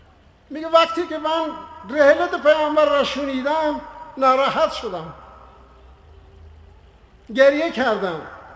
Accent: Iran; ما که ایرانی هستیم، آزادیم، به همه ایران بریم ببینیم

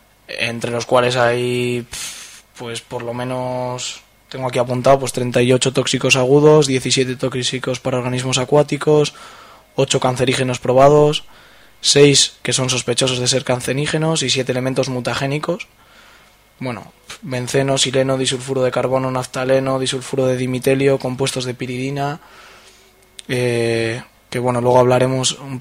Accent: Burgos, Castile and León, Spain; Sí, venimos de Burgos, unos cuantos compañeros y compañeras.

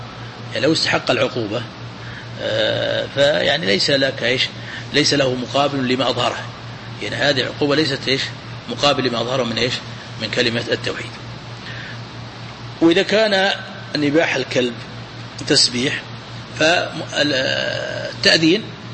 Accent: Najd, Saudi Arabia; عندنا في نجد أحبوا

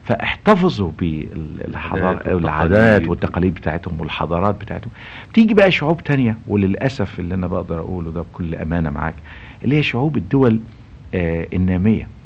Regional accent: Egypt; أنا النهاردة كمصري اتربيت في مصر وعشت في مصر وتمتعت بالثقافة المصرية والثقافة العربية

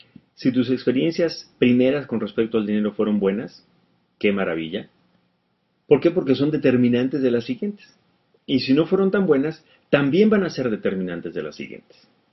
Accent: Mexico; En nuestra cultura, al menos en México, en mi país, hay un dicho popular

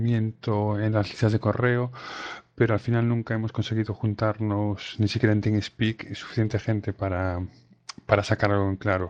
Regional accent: Vigo, Galicia, Spain; soy de Vigo, Pontevedra.

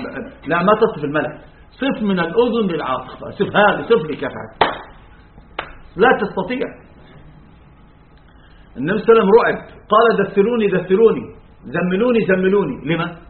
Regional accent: Egypt; أما المماثلة الجميع عندنا في مصر،

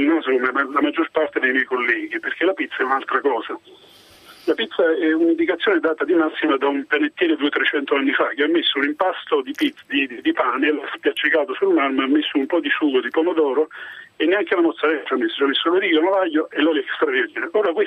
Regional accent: Naples, Campania, Italy; io ho 48 anni, sono un napoletano doc, quindi come tutti i napoletani sono abbastanza esperto della pizza

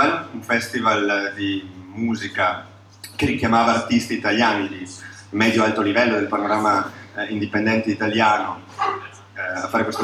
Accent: Fiera di Primiero, Trentino-Alto Adige, Italy; born there; noi veniamo siamo nati in Trentino, nella valle di Primiero, Fiera di Primiero

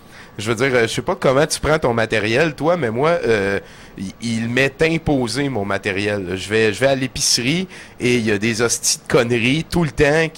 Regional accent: Quebec, Canada; Ben, je viens de l'Abitibi, fait que peut-être qu'on a un petit peu le même background.

